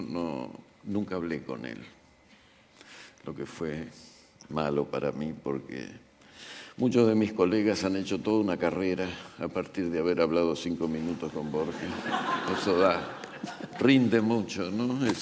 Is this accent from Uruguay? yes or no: no; Argentina; para los argentinos, que somos tan argentinos, lamentablemente